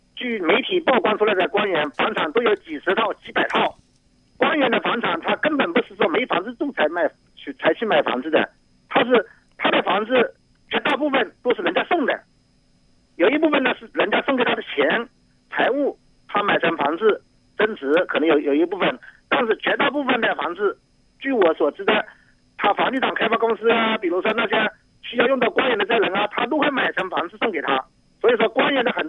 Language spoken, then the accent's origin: Chinese; Jiangsu, China; 我是江苏的。